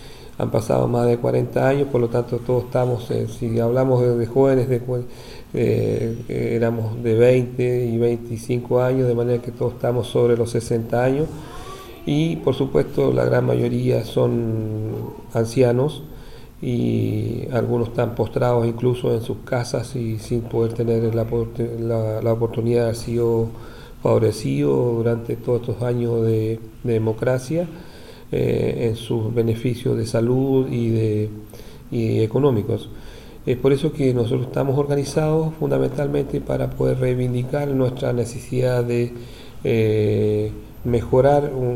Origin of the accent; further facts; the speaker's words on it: Purén, Araucanía, Chile; born there; now in Valdivia, Chile; yo soy un poco lejano de aquí de Valdivia. Yo nací en un pueblito que está inserto al pie de la cordillera de Nahuelbuta. Su nombre es Purén. Mi madre, Teresa, mi padre, Fernando.